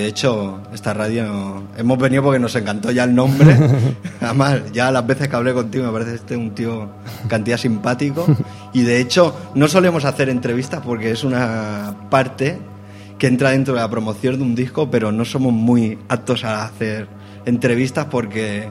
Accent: L'Hospitalet de Llobregat, Catalonia, Spain; salimos de Hospitalet, somos de Hospitalet.

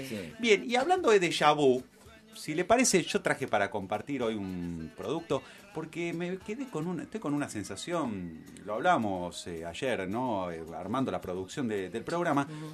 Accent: Argentina; los que choreamos no somos los argentinos, son los extranjeros.

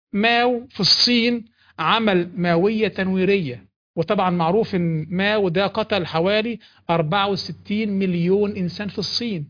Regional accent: Egypt; احنا عندنا في مصر البوليس

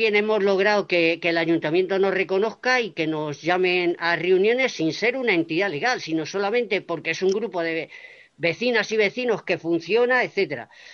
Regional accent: Getafe, Community of Madrid, Spain; soy de Getafe, mi barrio se llama Perales del Río y mi barrio está alejado del centro de Getafe, o sea, estamos a casi a 10 kilómetros.

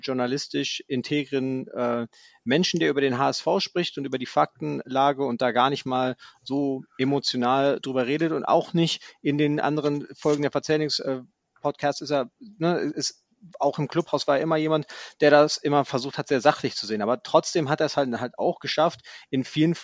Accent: United States; now in Bonn, Germany; ich bin ein Amerikaner, der in Bonn lebt

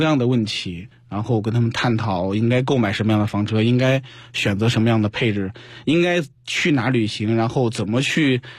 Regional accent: China; 向一带一路所覆盖的国家去传递出我们中国的强大啊，我们中国人的这种消费理念的转变。

